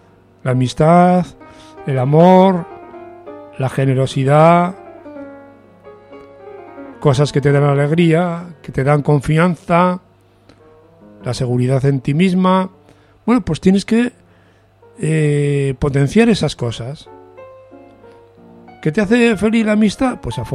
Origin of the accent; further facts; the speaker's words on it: Catalonia, Spain; muchos amigos míos, tanto catalanes como españoles, o que se sienten las dos cosas, como yo, y que no caemos en la trampa de tener que sentirnos nada más una de esas dos cosas